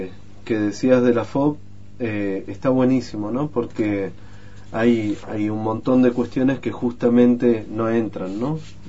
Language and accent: Spanish; José C. Paz, Buenos Aires Province, Argentina; un lugar en donde yo viví toda mi infancia, en José C. Paz, en uno de los lugares más pobres del conurbano bonaerense, está en el oeste